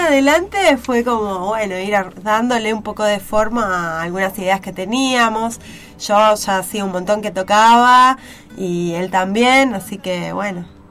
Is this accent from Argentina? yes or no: yes; Mar del Plata, Buenos Aires Province, Argentina; born there; Yo sí, yo nací acá.